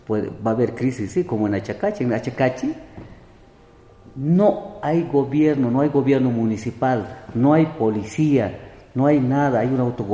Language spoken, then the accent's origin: Spanish; La Paz, Bolivia; yo vengo de Sicuipata, la ley, yo vengo de Sicuipata, ¿no?